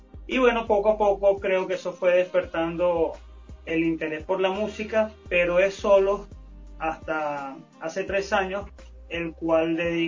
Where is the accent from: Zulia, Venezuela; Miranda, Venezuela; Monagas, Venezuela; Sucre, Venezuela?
Miranda, Venezuela; Ocumare del Tuy; Mi padre es un cantante del pueblo de donde vengo, de Ocumare del Tuy, y mi mamá, llanera, del estado Guárico